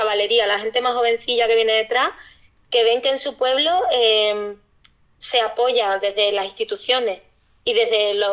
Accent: Arcos de la Frontera, Andalusia, Spain; somos tres loquillas de Arcos de la Frontera, en la comarca de la Sierra de Cádiz, que pues son dos amigos gays y yo, que soy pues bollo de pata negra

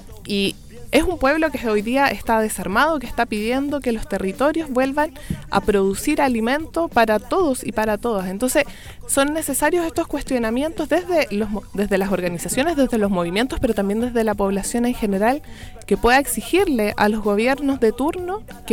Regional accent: Chile; también nosotros como pueblo chileno, como mestizos, como mestizas

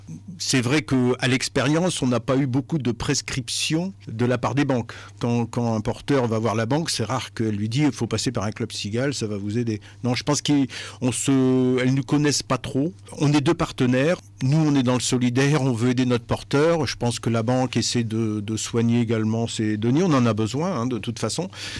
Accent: Hauts-de-France, France; Moi je suis des Flandres, on souhaite garder de l'activité dans notre territoire

